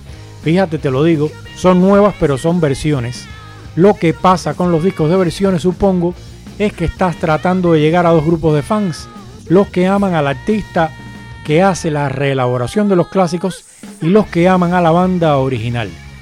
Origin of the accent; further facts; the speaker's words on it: Cuba; now in Madrid, Spain; Yo soy cubano, también soy español, porque aquí en España soy español a éxitos legales, y en Cuba, como en Cuba, tengo que ser cubano